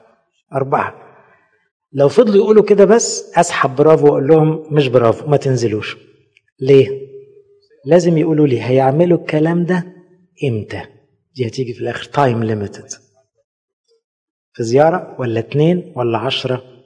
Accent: Egypt; واحنا مصريين برضو

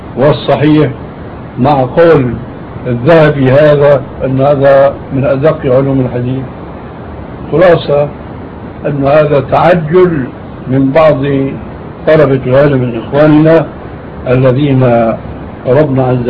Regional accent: Syria; وهذا كان إله قريب عندنا في سوريا

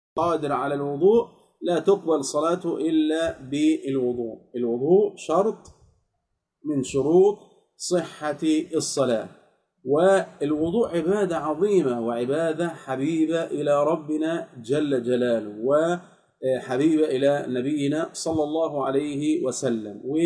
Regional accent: Egypt; نسأل الله جل في علاه أن يحفظ بلادنا مصر من كل سوء

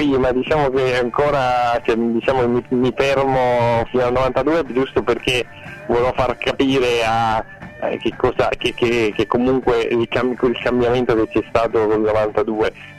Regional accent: Palermo, Sicily, Italy; essendo palermitano faccio fatica a sentire quella che di fuori che parla in palermitano

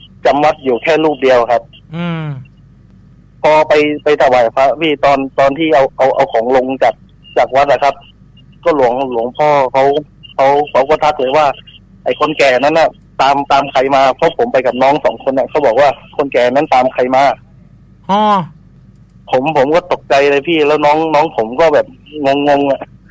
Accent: Phuket, Thailand; บ้านผมอยู่ภูเก็ตนะ

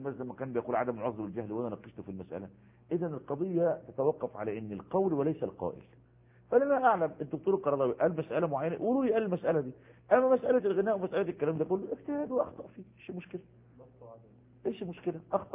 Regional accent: Egypt; وجد المصافحة منتشرة عندنا في مصر

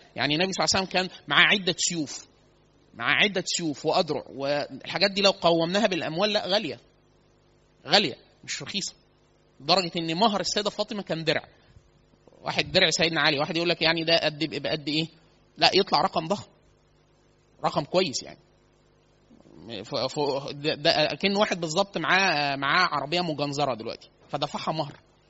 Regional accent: Upper Egypt, Egypt; إحنا عندنا في الصعيد كتير سوق الخضار، فسوق كبيرة جدا

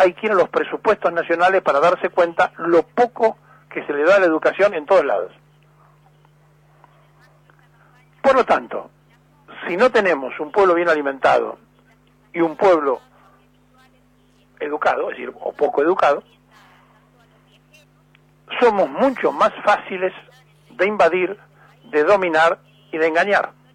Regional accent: Buenos Aires, Argentina; bueno, de hecho nací en la capital, soy porteño

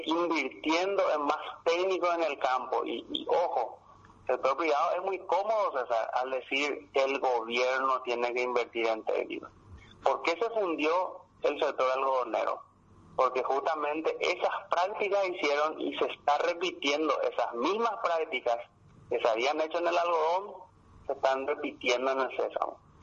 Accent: Paraguay; tenemos que sentarnos a hablar como paraguayos

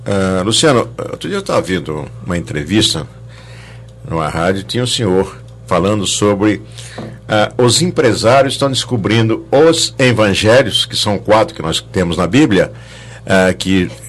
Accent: Jacareí, São Paulo, Brazil; lá de Jacareí

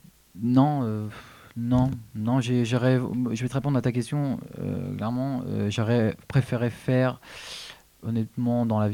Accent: Hauts-de-France, France; j'étais d'origine du Nord, donc j'ai commencé

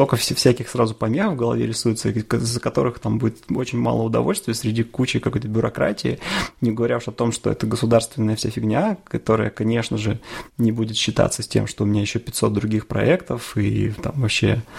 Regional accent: Chelyabinsk, Chelyabinsk Oblast, Russia; born there; Это не то, что я такой там патриот Челябинска и там считаю, что ты должен жить там, где ты родился.

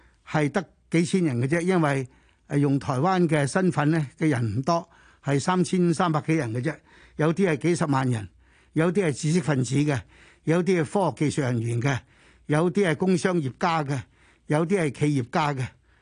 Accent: China; 他們的答案就是我們中國人最大的危機就是美國很敵視我們

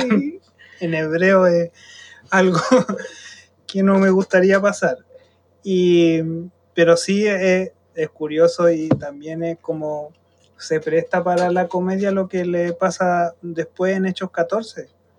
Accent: Chile; nosotros estamos en Chile, somos chilenos

